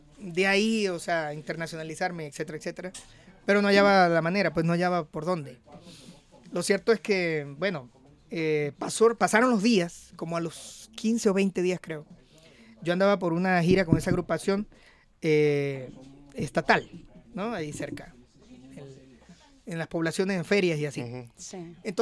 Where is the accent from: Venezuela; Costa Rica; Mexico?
Venezuela; moved away as an adult; now in Colombia; Yo salí de Venezuela en el año 99. Me fui a hacer un casting.